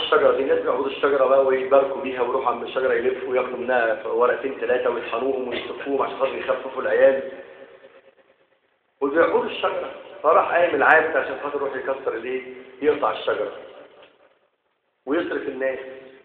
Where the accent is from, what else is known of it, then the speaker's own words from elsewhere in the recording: Egypt; اللهم اجعل بلدنا مصر امنة مطمئنة